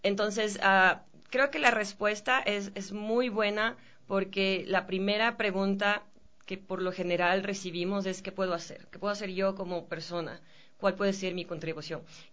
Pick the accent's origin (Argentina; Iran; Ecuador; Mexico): Ecuador; he sido capaz de convencer a estos directores que me los dejaran mostrar en mi país.